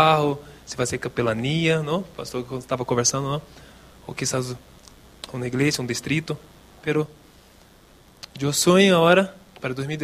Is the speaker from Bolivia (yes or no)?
no; Brazil; Spanish is a second language; Personal, si ya volví a Brasil, ¿no? Pronto ya voy a estar en mi país querido.